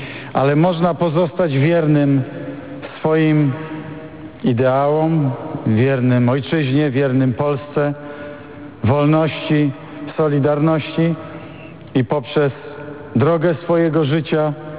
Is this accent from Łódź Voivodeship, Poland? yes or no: no; Wrocław, Lower Silesian Voivodeship, Poland; Ja wychowałem się we Wrocławiu